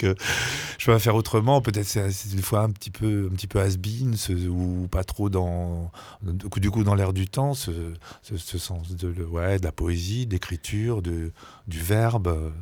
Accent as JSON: {"language": "French", "country": "France", "tie": "born there", "said": "je suis fils de parents émigrés polonais et juifs. Je suis né en France"}